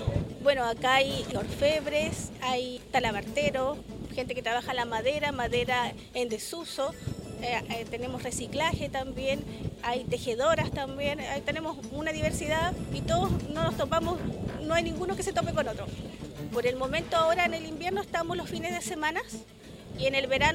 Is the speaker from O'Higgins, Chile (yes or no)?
no; Quintero, Valparaíso, Chile; somos todos de Quintero